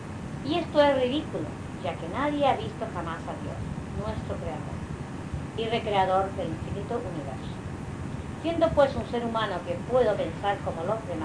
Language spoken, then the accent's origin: Spanish; Palma, Balearic Islands, Spain; also born or lived in Inca; Soy mallorquín, nacido en Inca. Pero siempre he residido en Palma.